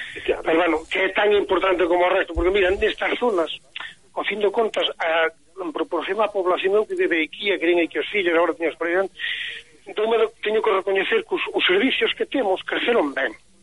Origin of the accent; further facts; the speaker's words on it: Vilamea, Galicia, Spain; Eu son de Vilamea, que é o que está mesmo no fondo da Capela de Xurés.